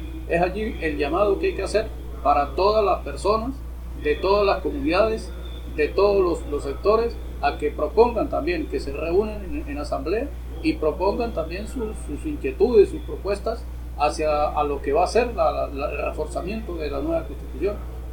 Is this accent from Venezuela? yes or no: yes; Venezuela; Entonces es necesario que nosotros como ciudadanos, como venezolanos, aportemos algo hacia esa nueva iniciativa